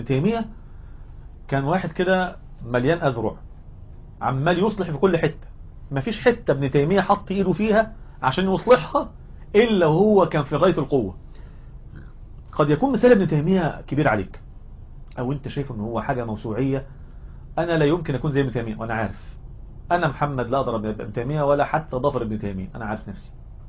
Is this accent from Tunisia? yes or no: no; Egypt; احنا عندنا في مصر، مصر حد هنا مصري؟